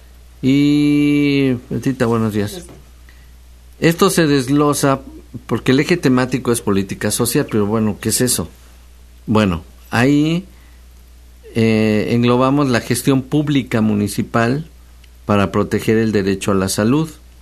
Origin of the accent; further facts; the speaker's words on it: Mexico; para fortalecer pues esta idea de los símbolos patrios y nuestros lazos como mexicanos